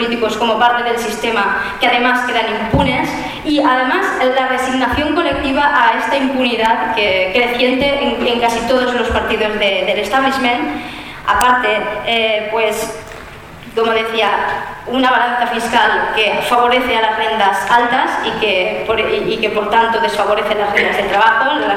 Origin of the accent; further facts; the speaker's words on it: Valencian Community, Spain; Yo soy valenciana